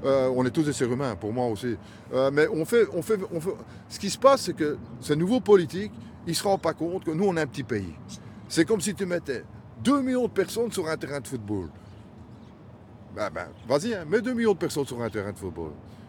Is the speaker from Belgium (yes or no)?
yes; Belgium; born there; Moi, je suis parce que je suis né en Belgique.